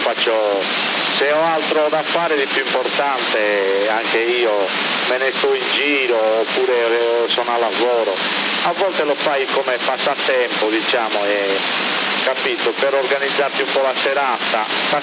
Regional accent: Sardinia, Italy; io da sardo un po' di cuore per il Cagliari ce l'ho

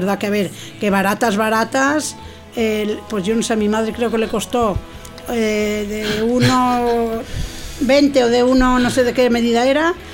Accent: Castile and León, Spain; mi pueblo de la provincia de León está a 25 kilómetros

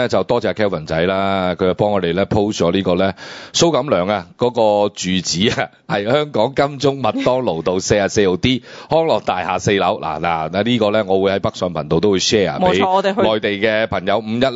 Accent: China; 咁如果我哋中國人成日咁在意我人哋點樣睇我哋嘅時候

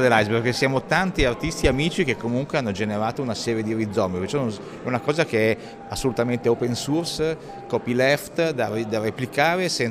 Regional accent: Milan, Lombardy, Italy; now in Switzerland; Io sto in Svizzera, in Canton Ticino, ma sono milanese

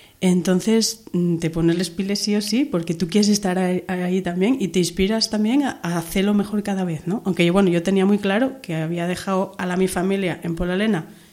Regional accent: Asturias, Spain; llego a mi familia en Asturias, en mi pueblo

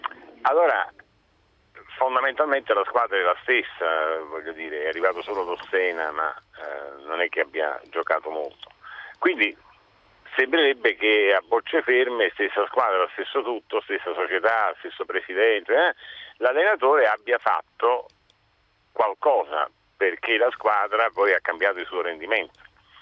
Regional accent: Naples, Campania, Italy; Io sono di Napoli, quindi qui a Napoli

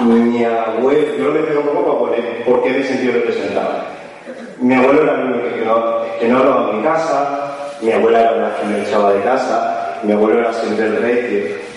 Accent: Barcelona, Catalonia, Spain; born there; first language Catalan; Spanish is a second language; Yo nací siendo catalán hablante.

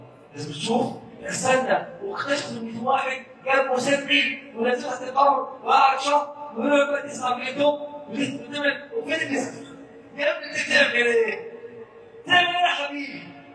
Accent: Egypt; ان اصبح عندنا في مصر بس طلع 60,000 مولد

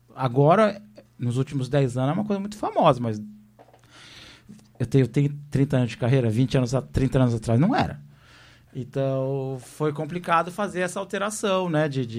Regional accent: São Paulo, Brazil; Eu sou de São Paulo, né?

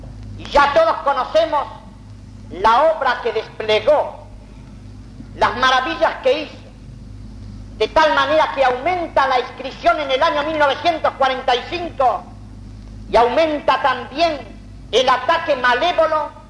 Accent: Argentina; como argentino bien nacido y como sacerdote

